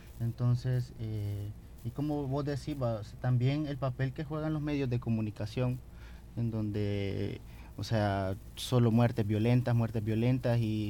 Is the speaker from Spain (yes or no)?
no; El Salvador; todo el contexto histórico que hemos venido viviendo como sociedad salvadoreña